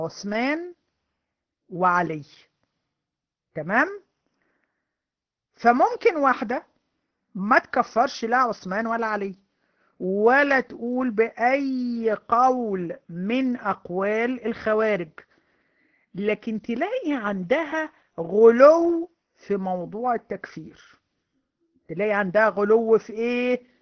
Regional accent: Egypt; اللي هو عندنا في مصر بيقول لعنة الدين

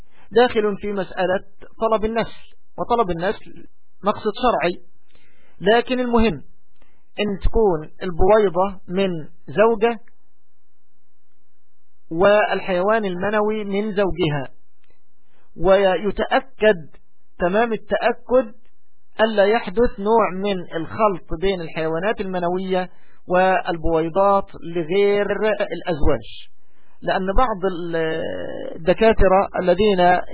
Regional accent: Egypt; يعني بالتوقيت الصيفي عندنا في مصر

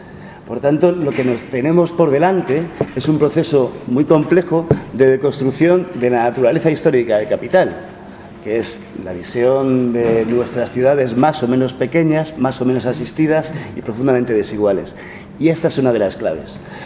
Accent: Madrid, Community of Madrid, Spain; Hay que pensar que yo vengo de Madrid

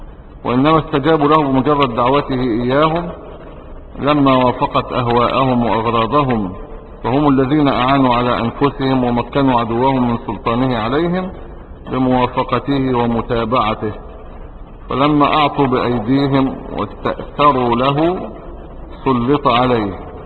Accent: Egypt; احنا مش عرب، احنا مصريين

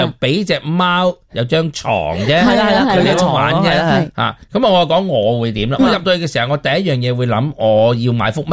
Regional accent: Hong Kong; 咁原来我哋香港普遍嘅屋企咧

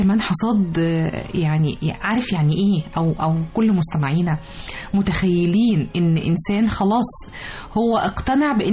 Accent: Egypt; وصمودنا إحنا كمصريين ومواطنين

